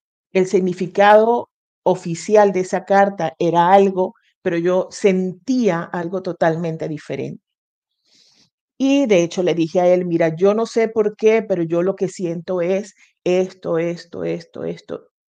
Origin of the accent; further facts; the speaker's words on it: Venezuela; no sé si se habrán dado cuenta por el acento, yo vivía en Venezuela, nací en Venezuela